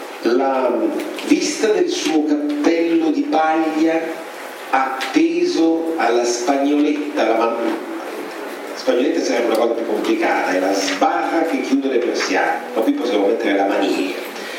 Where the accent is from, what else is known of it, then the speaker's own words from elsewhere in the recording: Rome, Lazio, Italy; noi siamo di Roma, quindi sapete cos'è l'ammazza caffè?